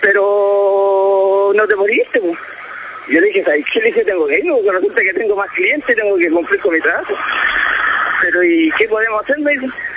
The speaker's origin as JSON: {"language": "Spanish", "country": "Chile", "said": "Así que como buen chileno, no afronté, no vamos."}